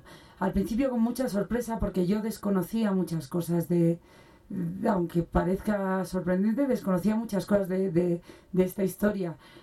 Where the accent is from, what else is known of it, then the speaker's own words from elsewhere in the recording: Spain; escuchar historias de gente que las hubiera vivido en España, en mi país.